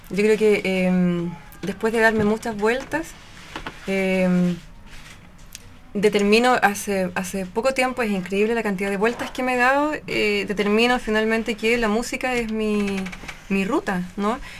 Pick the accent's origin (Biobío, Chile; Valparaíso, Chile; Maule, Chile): Biobío, Chile; Concepción; also born or lived in Santiago / Punta Arenas; Era muy pequeña y la verdad es que me desarrollaba en Concepción, principalmente. Ahí tuve un año en Punta Arenas también, pero es por la familia de los papás. Papá, mamá. Pero soy penquista, sí, de tomo y lomo ya.